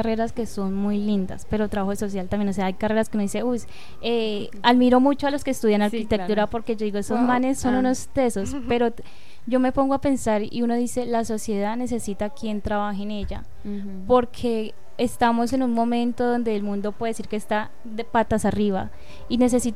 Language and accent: Spanish; Meta, Colombia; yo no crecí en Mapiripán, sino más abajo de Mapiripán. O sea, está Mapiripán y como a 3-4 horas queda el pueblo en que yo crecí. Entonces, digamos, es como para decir, yo vivo por esos lados, pero yo vivo más abajo.